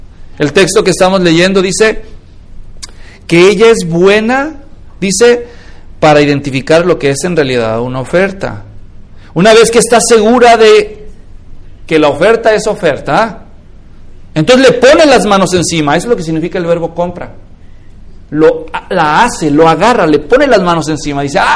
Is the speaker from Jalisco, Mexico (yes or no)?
yes; Guadalajara, Jalisco, Mexico; así funcionaba en México, yo crecí en Guadalajara